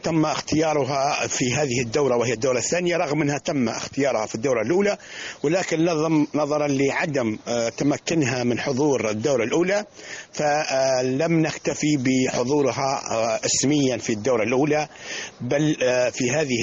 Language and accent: Arabic; Libya; القطر المصري الشقيق الحبيب الذي نحن نعتبره البلد الثاني لنا كليبيين